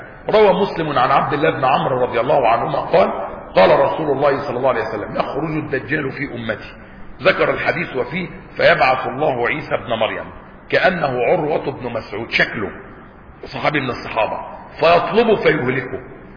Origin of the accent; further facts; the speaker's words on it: Egypt; وحتى عندنا في مصر وبلادنا يقول لك ولاد اصول، يعني احنا ناس ولاد اصل